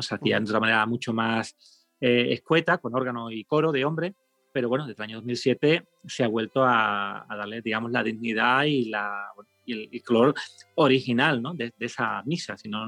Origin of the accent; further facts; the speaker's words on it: Seville, Andalusia, Spain; no lo digo con exageración, como sevillano, no, no.